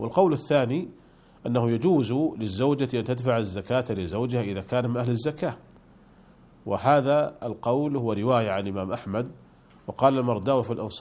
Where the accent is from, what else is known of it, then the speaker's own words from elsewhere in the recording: Saudi Arabia; عندنا في المملكة العربية السعودية الضمان الاجتماعي